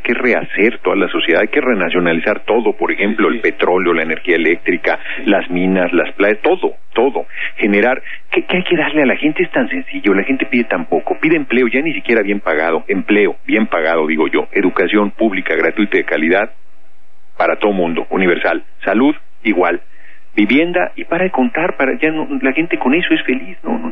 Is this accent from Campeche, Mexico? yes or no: no; Tlalnepantla, State of Mexico, Mexico; Tlalnepantla, en el Estado de México. Yo nací en el DF, pero muy chico, nos fuimos a la zona conurbada